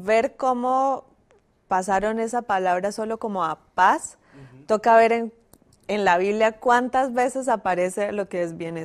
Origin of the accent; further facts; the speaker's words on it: Colombia; Eso que yo soy también de Colombia.